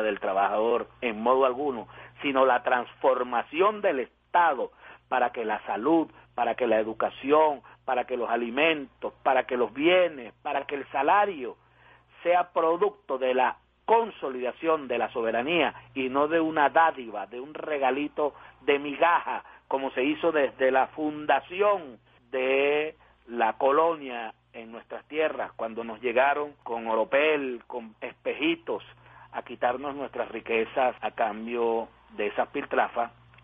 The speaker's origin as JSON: {"language": "Spanish", "country": "Venezuela", "said": "ya no solo como venezolano"}